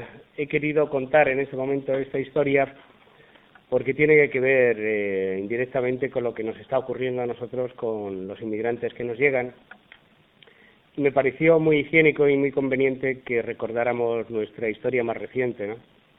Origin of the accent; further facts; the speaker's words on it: Madrid, Community of Madrid, Spain; yo soy de un pueblo de la Sierra de Madrid, vamos, no es que sea de ahí, yo soy de Madrid, pero ahí vivo, ¿no?